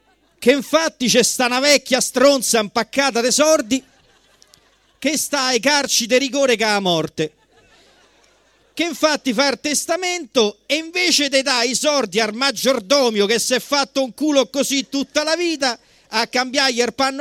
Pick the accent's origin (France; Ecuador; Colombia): Colombia; Italian is a second language; now in Rome, Italy; Io da colombiano venuto qua a Roma ho imparato questa lingua